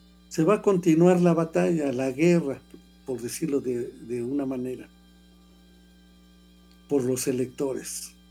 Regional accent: Mexico; no como mexicanos nada más, sino como mexicanos universales.

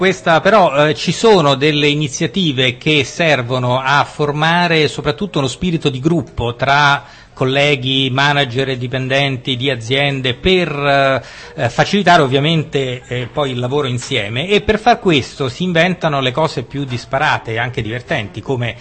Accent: Rome, Lazio, Italy; essendo romano ed avendo vissuto molti anni all'estero

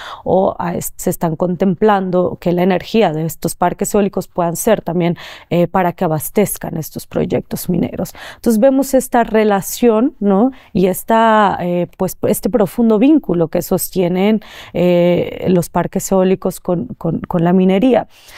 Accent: Oaxaca, Mexico; Personalmente yo vengo del Istmo de Tehuantepec, soy de ahí, soy originaria de ahí, Y pues también pertenezco a un colectivo de jóvenes zoques, del pueblo zoque

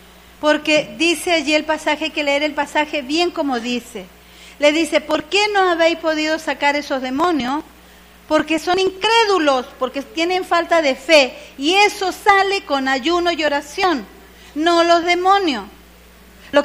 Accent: Venezuela; yo soy latina, soy de aquí, de Venezuela.

